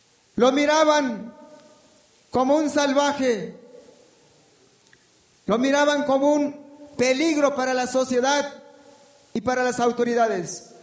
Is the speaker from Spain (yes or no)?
no; Chiapas, Mexico; first language Tzotzil; Spanish is a second language; quiero traducir un poco en mi lengua materna, que es la lengua tzotzil.